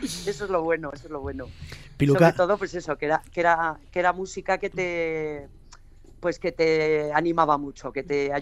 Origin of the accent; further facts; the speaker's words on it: Pamplona, Navarre, Spain; now in Madrid, Spain; yo soy de Pamplona, pero en el 94 ya me vine para Madrid